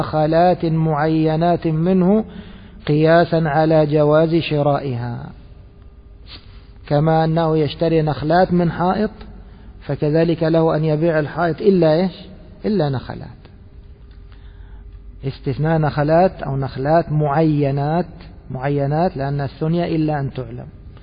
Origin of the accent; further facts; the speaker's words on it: Egypt; وفي عندنا في مصر الكوارع قوائم.